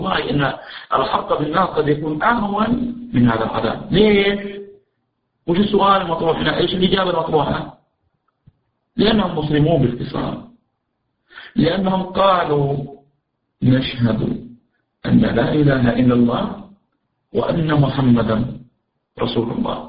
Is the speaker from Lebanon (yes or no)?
no; Najd, Saudi Arabia; ولكن الأجواء عندنا في نجد وفي الجزيرة العربية إذا أتت عز ظهيرة وفي قوة الشمس تكون الأرض حارة جدا